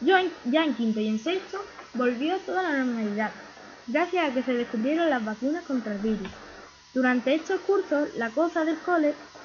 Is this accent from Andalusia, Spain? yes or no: yes; Cádiz, Andalusia, Spain; born there; tengo 11 años. Nací en Cádiz, en el Hospital Universitario Puerta del Mar, el día 7 de febrero del 2011, a las 7 de la tarde.